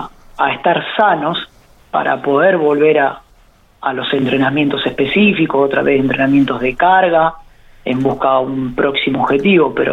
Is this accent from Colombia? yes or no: no; Buenos Aires Province, Argentina; now in Rosario, Argentina; yo no soy de Rosario, hace 16 años que vivo acá, pero soy de Bedia, provincia de Buenos Aires, un bonito cerca de Junín